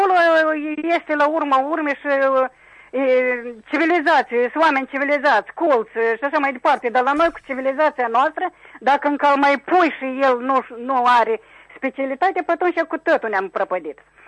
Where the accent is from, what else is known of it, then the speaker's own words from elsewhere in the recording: Chișinău, Moldova; din Chișinău.